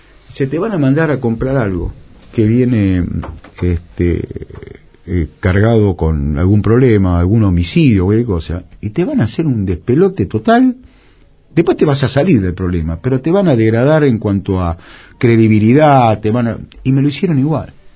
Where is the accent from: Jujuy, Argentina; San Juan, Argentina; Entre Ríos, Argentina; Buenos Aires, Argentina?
Buenos Aires, Argentina; yo nací en Corrientes y Pringles.